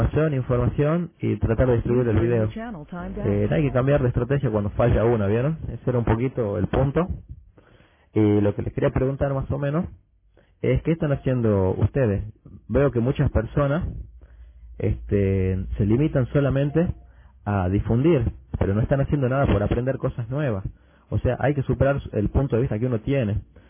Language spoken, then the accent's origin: Spanish; Argentina; Bueno, soy de Argentina.